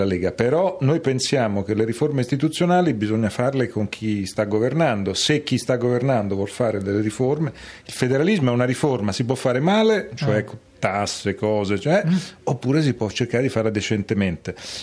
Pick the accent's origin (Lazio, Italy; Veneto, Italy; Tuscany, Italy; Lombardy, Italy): Tuscany, Italy; Pisa; Io sono pisano, quindi...